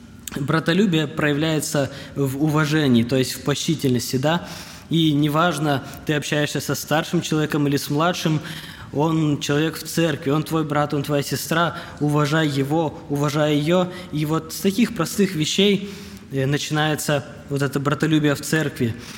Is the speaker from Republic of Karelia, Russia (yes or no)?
yes; Petrozavodsk, Republic of Karelia, Russia; я из Петрозаводска, мне 28 лет.